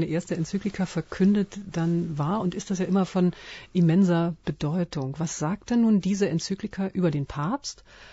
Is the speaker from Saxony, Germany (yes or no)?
no; Berlin, Germany; wie man so schön als Berliner sagt